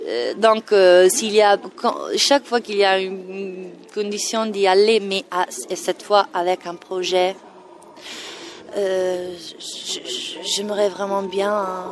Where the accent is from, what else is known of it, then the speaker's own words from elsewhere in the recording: Italy; accent: Italian; French is a second language; moved away as an adult; now in France; en France, en étant arrivée à 33 ans, j'avais pas la possibilité vraiment d'enlever mon accent qui est très fort, et donc je pouvais simplement faire les italiennes